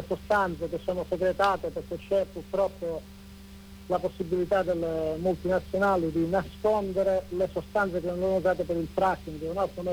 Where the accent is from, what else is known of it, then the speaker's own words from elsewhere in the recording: Calabria, Italy; eravamo soli come calabresi purtroppo anche là